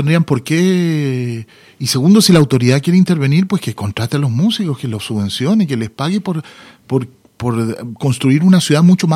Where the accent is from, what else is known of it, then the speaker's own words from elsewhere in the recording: Chile; Entonces yo crecí entre chilenos que añoraban poder volver a su tierra